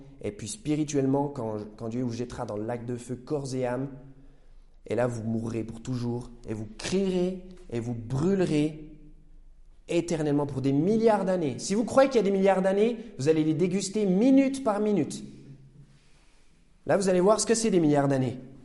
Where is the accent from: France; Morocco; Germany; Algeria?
France; Besançon, Bourgogne-Franche-Comté; born there; Moi, je suis né à Besançon, à la maternité, il y a une trentaine d'années